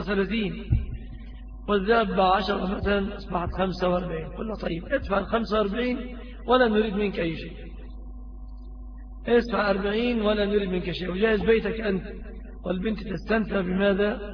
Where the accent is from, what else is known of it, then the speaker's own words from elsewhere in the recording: Egypt; فهذه صورة الصداق عند الغالبية العظمى في بلادنا مصر